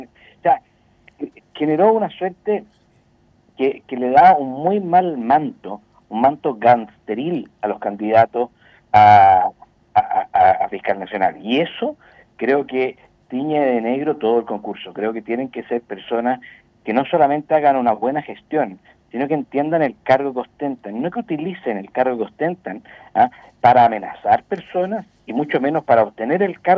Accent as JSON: {"language": "Spanish", "country": "Chile", "said": "con información más allá de la que podemos tener nosotros como chilenos, incluso como parlamentarios"}